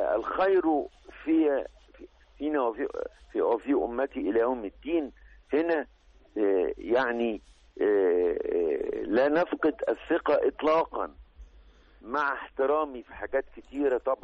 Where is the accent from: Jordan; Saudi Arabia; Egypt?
Egypt; في أي إنسان عندنا في مصر